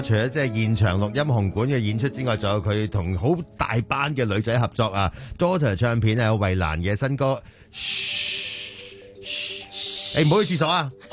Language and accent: Cantonese; Hong Kong